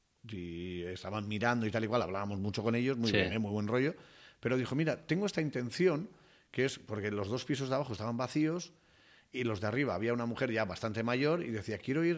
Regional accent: San Sebastián, Basque Country, Spain; born there; Yo nací en Donosti.

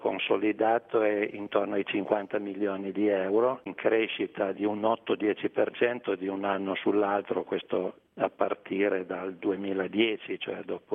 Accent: Piedmont, Italy; accent: Piedmontese; come temo si senta dall'accento, siamo piemontesi di origine.

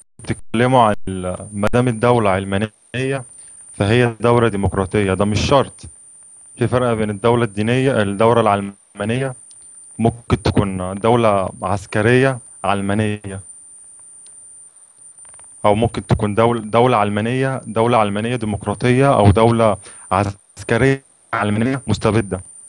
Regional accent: Cairo, Cairo Governorate, Egypt; من مصر من القاهره.

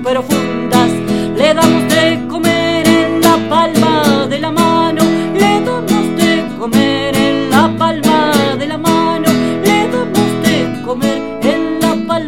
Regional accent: Buenos Aires Province, Argentina; Estoy en Mendoza en este momento, en mis visitas cotidianas, y soy de Buenos Aires, de provincia de Buenos Aires.

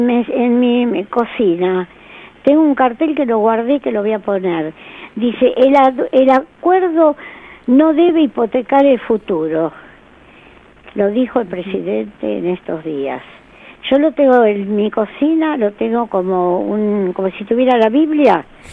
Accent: Argentina; Quiero que quiero como argentina aportar.

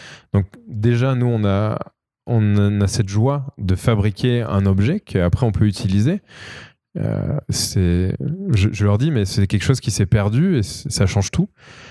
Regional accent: Pont-du-Château, Auvergne-Rhône-Alpes, France; born there; la ville dans laquelle je suis né, qui est Pont-du-Château à côté de Clermont-Ferrand. Alors voilà, moi je suis né à Pont-du-Château

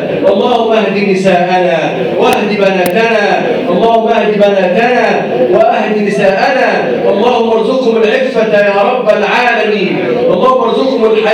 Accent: Egypt; اللهم احفظ بلدنا مصر وسائر بلاد المسلمين يا رب العالمين

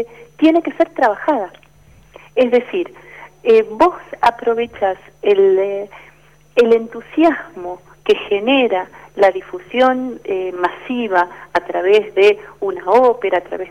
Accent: Argentina; Es un campo donde uno cruza su mirada como argentino con el modo en que nos miran a nosotros desde afuera

